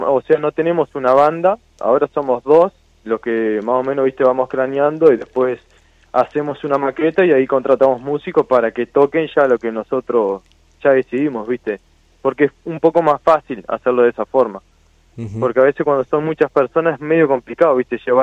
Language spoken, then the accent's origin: Spanish; San Carlos, Maldonado, Uruguay; De San Carlos Maldonado.